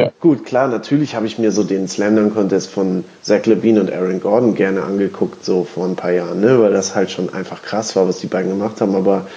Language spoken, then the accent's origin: German; Duisburg, North Rhine-Westphalia, Germany; born there; Ich bin übrigens in Duisburg geboren